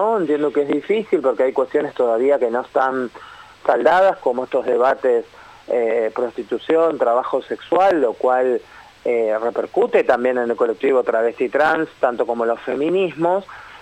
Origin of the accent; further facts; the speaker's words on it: Buenos Aires Province, Argentina; pero somos bonaerenses, entonces también nuestro documento y nuestras consignas tienen que ver con lo que vivimos en nuestro territorio